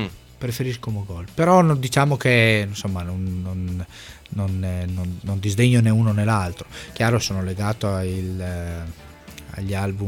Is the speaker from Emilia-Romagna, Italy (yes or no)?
yes; Emilia-Romagna, Italy; poi insomma sono un emiliano